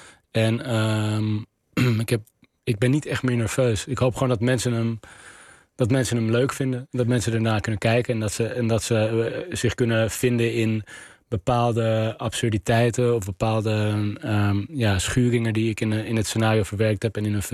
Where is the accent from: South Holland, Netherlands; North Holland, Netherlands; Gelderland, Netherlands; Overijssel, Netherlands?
North Holland, Netherlands; Amsterdam; Ik ben in Nieuw-Sloten opgegroeid bij Amsterdam-Osdorp. Op de grens